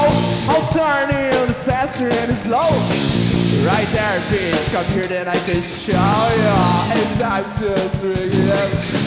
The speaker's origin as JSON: {"language": "Portuguese", "town": "Londrina", "region": "Paraná", "country": "Brazil", "said": "Nós somos de Londrina"}